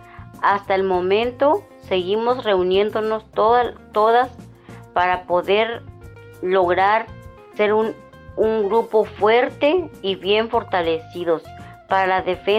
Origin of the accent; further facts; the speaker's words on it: San Miguel el Grande, Oaxaca, Mexico; now in Tijuana, Mexico; soy de San Miguel el Grande, Oaxaca. Radico en Tijuana hace 22 años, soy trabajadora del hogar.